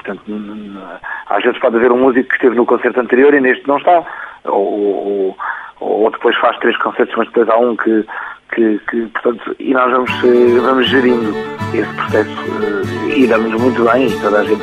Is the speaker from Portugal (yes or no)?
yes; Castelo Branco, Portugal; now in Lisbon, Portugal; a minha paixão pela terra de onde eu venho, a Beira Baixa, visto que agora, neste momento, em Lisboa, dou, inclusive, aulas de adufo